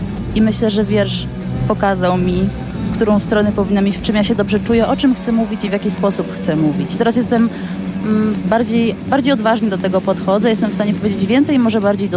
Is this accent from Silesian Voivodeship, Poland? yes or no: no; Poznań, Greater Poland Voivodeship, Poland; to jest zespół z Poznania, a ja jestem poznanianką